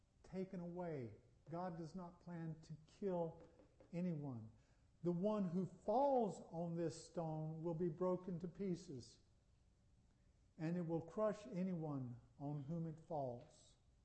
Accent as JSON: {"language": "English", "region": "North Carolina", "country": "United States", "tie": "born or raised there", "said": "I'm from North Carolina. I'd rather be from North Carolina than any place else I can think of. And I'd rather stay in North Carolina than any place else I can think of except heaven."}